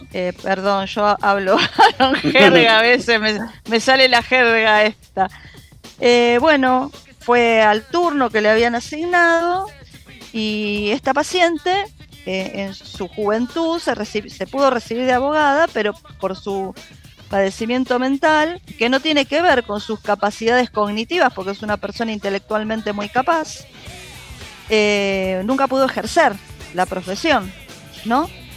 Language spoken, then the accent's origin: Spanish; Buenos Aires, Argentina; nosotros somos de Matadero.